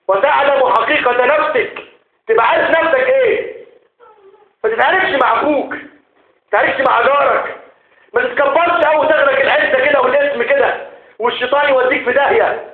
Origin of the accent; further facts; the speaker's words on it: Egypt; اللهم ارض بلدنا مصر